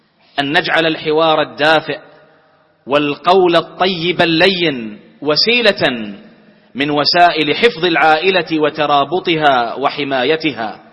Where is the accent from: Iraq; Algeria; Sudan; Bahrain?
Bahrain; واجعل بلدنا البحرين آمنة مطمئنة